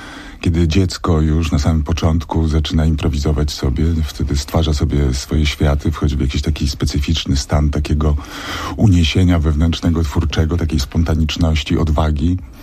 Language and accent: Polish; Świdnica, Lower Silesian Voivodeship, Poland; bo ja jestem z Dolnego Śląska, ze Świdnicy